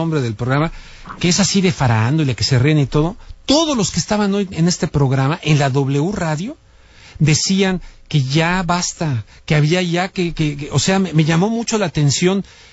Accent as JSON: {"language": "Spanish", "country": "Mexico", "said": "yo pediría como mexicano a las autoridades mexicanos"}